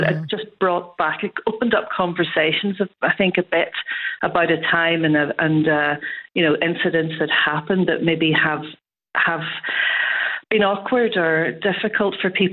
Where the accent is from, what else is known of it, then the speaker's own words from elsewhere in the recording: Derry, Northern Ireland, United Kingdom; when I was growing up in Derry. But I was growing up around the 70s, 80s. So the 90s were a time when I was actually working in Derry at Radio Foyle